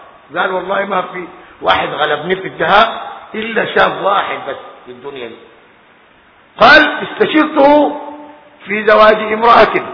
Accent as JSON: {"language": "Arabic", "country": "Sudan", "said": "الناس خاصة عندنا في السودان بينظروا كثير"}